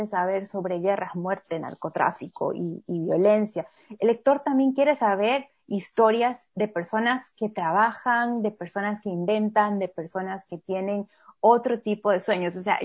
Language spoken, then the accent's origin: Spanish; Ecuador; yo soy ecuatoriana, pero mi esposo es brasileño.